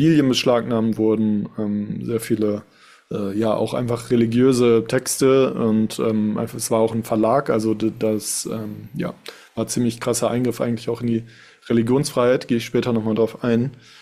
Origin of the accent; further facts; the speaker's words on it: Duisburg, North Rhine-Westphalia, Germany; Wie gesagt, ich selbst bin aus Duisburg und habe das hier mitbekommen, wie es hier abgelaufen ist.